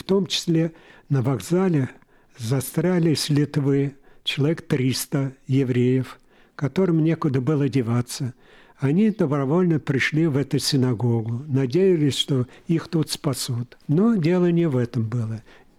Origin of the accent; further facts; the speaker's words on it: Riga, Latvia; Я родился в Латвии, в городе Риге. Учился в еврейской школе, окончил 5 классов.